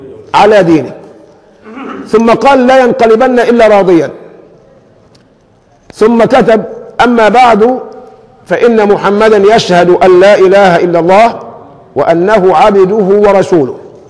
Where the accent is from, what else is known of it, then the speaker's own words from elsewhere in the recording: Egypt; لكن عندنا كمصريين من خفة الدم بنقول فلوس على أي إيه؟